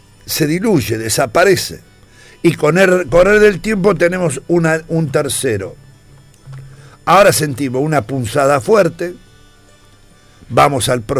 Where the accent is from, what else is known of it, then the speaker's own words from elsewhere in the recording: Argentina; yo soy argentino y no me voy a ir del país. Porque este es mi país, yo nací acá.